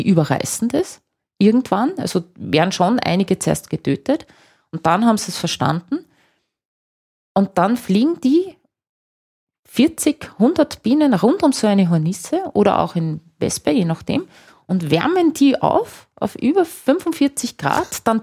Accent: Austria; Trocken- oder Magerrasen anschaue, die schon sehr selten geworden sind bei uns in Österreich

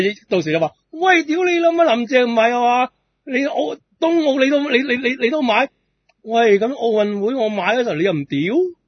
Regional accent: Hong Kong; 免费俾我哋香港人听。

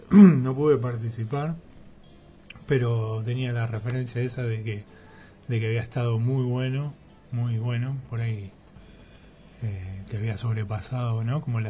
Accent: La Plata, Buenos Aires Province, Argentina; porque yo vengo de La Plata y para mí también, está el durazno, está la naranja

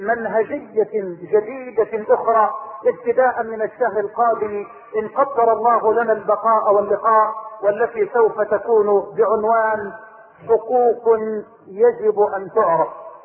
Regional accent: Egypt; اللهم انا نسألك ان تجعل بلدنا مصر واحة للامن والامان

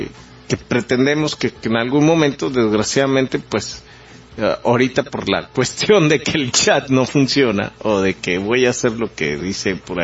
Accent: Mexico; nos mantenga unidos como mexicanos si no llegáramos a tener un país

